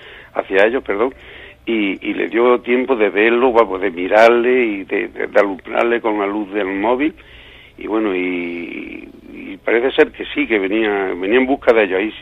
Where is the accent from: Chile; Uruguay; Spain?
Spain; Villanueva del Duque, Andalusia; muy cerca de mi pueblo, de Villanueva del Duque.